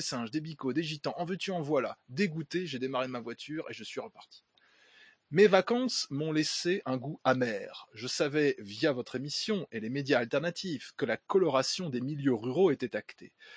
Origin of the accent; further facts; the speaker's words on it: Oloron-Sainte-Marie, Nouvelle-Aquitaine, France; moved away as an adult; j'ai 34 ans et je suis originaire d'Oloron, Sainte-Marie, une petite ville rurale du sud-ouest de la France, proche de la frontière espagnole et de la ville de Pau. Une petite ville de 10 000 habitants.